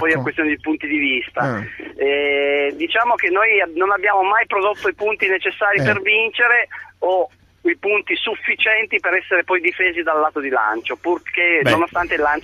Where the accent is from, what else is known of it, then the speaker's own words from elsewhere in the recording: Turin, Piedmont, Italy; Ma io sono di Torino, sono un modesto tifoso, molto poco appassionato, diciamo, di calcio